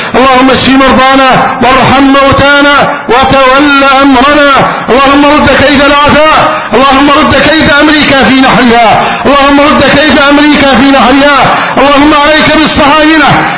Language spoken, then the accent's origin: Arabic; Egypt; اللهم احفظ بلدنا مصر أمنا أمانا